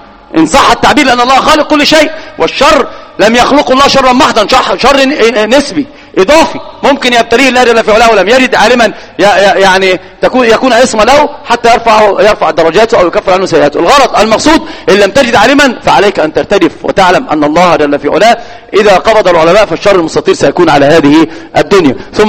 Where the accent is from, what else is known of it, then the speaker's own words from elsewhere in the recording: Egypt; الآن في الإحصائيات على الأقل عندنا في مصر الواحد أمام 9 من النساء